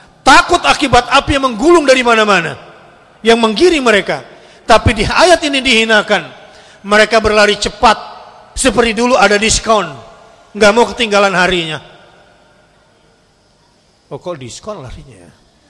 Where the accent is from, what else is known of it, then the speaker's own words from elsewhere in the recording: West Java, Indonesia; Saya kan orang Sunda.